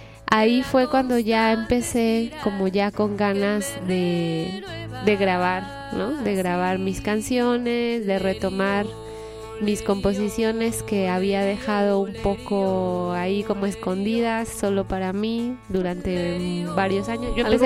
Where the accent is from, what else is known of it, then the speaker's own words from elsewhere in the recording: Mexico; moved away as an adult; Hace 8 años y medio salí de México y me fui a estudiar música a Italia, en Milán